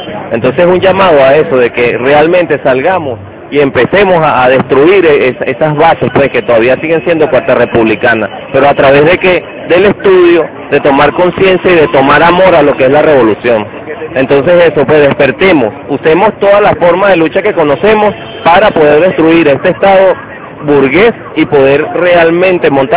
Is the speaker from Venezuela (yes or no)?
yes; Venezuela; Y nosotros como pueblo venezolano, nosotros como buscando la segunda independencia de Venezuela